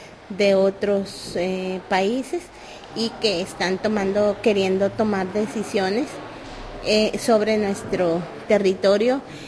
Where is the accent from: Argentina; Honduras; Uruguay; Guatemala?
Guatemala; mi pueblo está ubicado en occidente de Guatemala, pues estamos en occidente. Por lo general cohabitamos varios pueblos que somos los pueblos indígenas